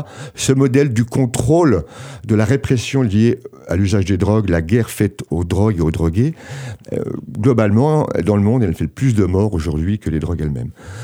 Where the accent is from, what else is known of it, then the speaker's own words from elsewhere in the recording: France; accent: French; Excusez mon accent, mais French.